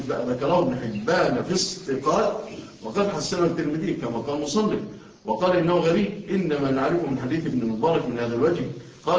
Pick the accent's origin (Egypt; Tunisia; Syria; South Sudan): Egypt; إحنا الحمد لله بلادنا مصر ما زال الباقي فيها الحمد لله شيء من الأمن